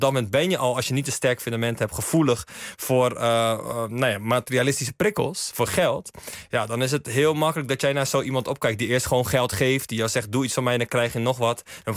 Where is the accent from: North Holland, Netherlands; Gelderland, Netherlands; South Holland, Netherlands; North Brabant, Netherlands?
South Holland, Netherlands; Schiedam; ik kom uit Schiedam, regio Rotterdam. Maar inderdaad wel veel bewogen en opgegroeid in een aandachtswijk. Waar ook veel sociale tekortkomingen helaas waren.